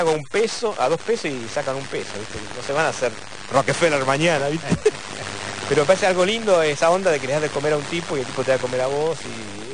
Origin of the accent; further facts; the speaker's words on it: Argentina; por lo jodido que era como argentino, ¿viste?